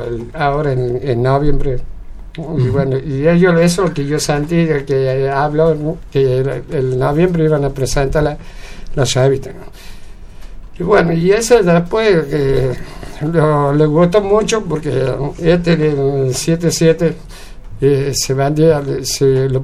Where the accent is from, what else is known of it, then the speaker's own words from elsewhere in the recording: Buenos Aires, Argentina; no somos de acá, venimos de Buenos Aires, acá.